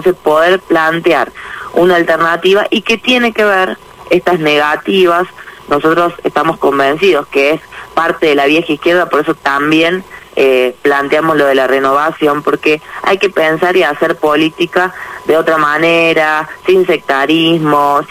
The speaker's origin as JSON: {"language": "Spanish", "town": "Villa Allende", "region": "Córdoba", "country": "Argentina", "tie": "born there", "lives_now": "Buenos Aires, Argentina", "said": "¿Dónde naciste? En Villa Allende."}